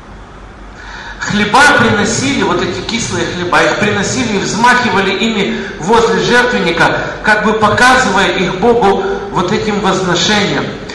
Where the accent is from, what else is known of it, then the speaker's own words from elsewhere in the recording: Kyiv, Ukraine; Я вырос в Киеве.